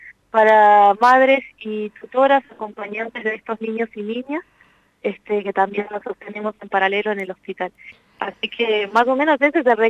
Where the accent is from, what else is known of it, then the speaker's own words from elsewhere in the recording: La Pampa, Argentina; que soy de La Pampa.